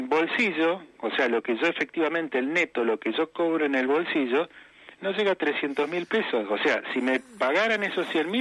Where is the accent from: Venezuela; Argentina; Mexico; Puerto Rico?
Argentina; Patagonia; soy de la Patagonia, vivo en Comodoro Rivadavia, Chubut, que se cobra un diferencial por zona también